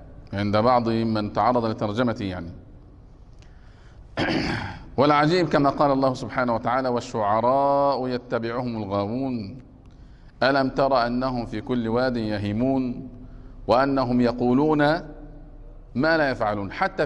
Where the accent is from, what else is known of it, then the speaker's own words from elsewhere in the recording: Egypt; وهذا يكثر عندنا في مصر